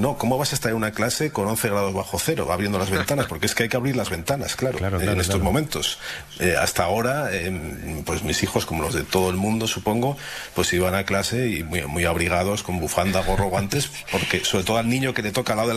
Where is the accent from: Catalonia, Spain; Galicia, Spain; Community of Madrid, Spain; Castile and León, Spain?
Castile and León, Spain; León; me recuerdan a la infancia, porque yo de pequeño vivía en León